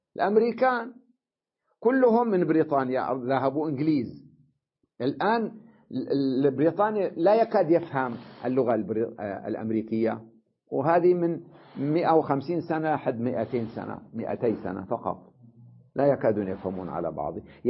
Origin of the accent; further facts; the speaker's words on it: Syria; بينما عندنا بسوريا، تمام؟ كلها بالفصحى